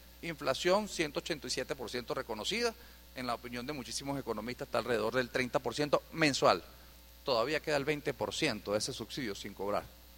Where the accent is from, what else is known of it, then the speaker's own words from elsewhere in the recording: Venezuela; Las manos como venezolanos. Las manos de que aquí sí se puede producir